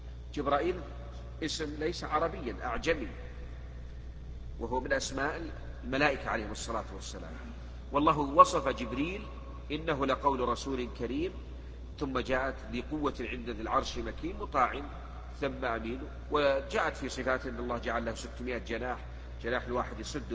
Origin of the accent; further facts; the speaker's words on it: Egypt; فالمرأة تلبس ما يسمى عندنا في مصر بالمعصم